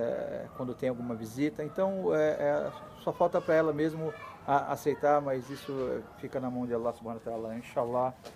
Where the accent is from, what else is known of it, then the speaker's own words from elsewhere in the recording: Brazil; E eu falei, sou brasileiro.